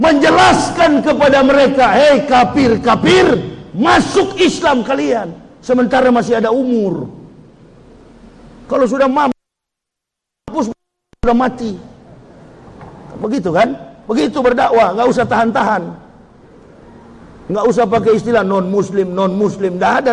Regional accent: Manado, North Sulawesi, Indonesia; Manado, kampung halaman saya, belum saya masuk Islam, Manado itu 0,18% umat Islamnya.

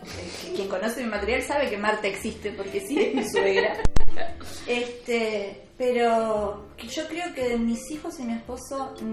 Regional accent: Uruguay; cercano lo tenemos todos como, correcto, uruguayos.

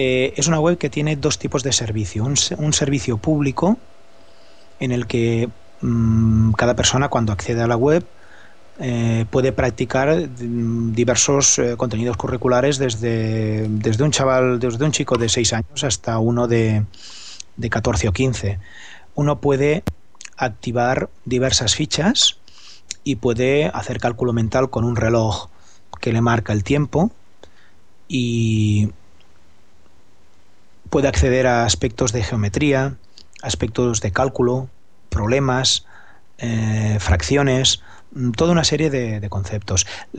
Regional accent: Barcelona, Catalonia, Spain; Soy profesor de España, Barcelona, y doy actualmente clases en sexto de primaria.

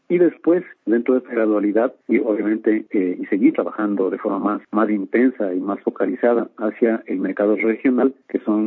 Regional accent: Quito, Pichincha, Ecuador; Somos los mismos quiteños, somos los residentes de nuestra ciudad

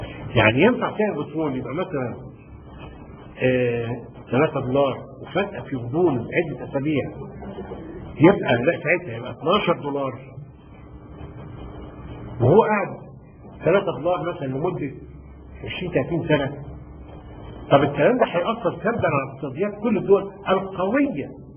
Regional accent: Sharqia Governorate, Egypt; انا من الشرقيه

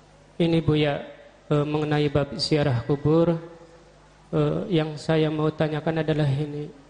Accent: Brebes, Central Java, Indonesia; moved away; Saya berasal dari Brebes aslinya, kemudian punya istri orang sini dan sudah pindah sekitar 4 tahun lebih lah.

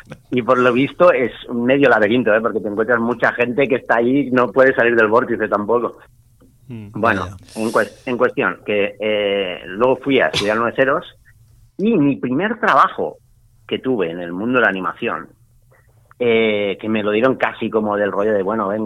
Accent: Barcelona, Catalonia, Spain; soy de Barcelona. Y estudié, bueno, a ver, antes de esto, estudié Bellas Artes en la Universidad de Barcelona.

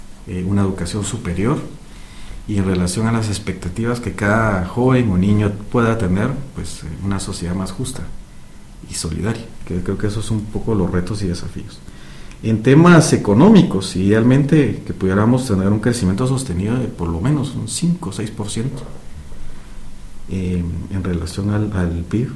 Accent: Guatemala; dejar por un lado el país verde que quisiéramos como guatemaltecos

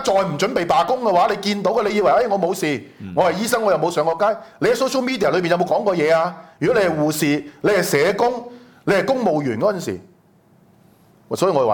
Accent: Hong Kong; 作為香港人，大家想清楚

